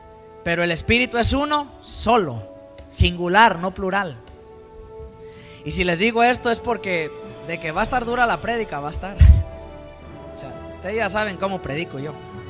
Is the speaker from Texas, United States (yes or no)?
no; California, United States; en mi tierra, en California, ¿verdad? En Los Ángeles, por allá en el área de San Bernardino.